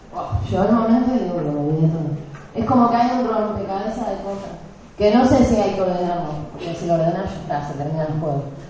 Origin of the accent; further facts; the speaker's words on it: Neuquén, Argentina; now in La Plata, Argentina; Yo soy de Neuquén, pero vivo en La Plata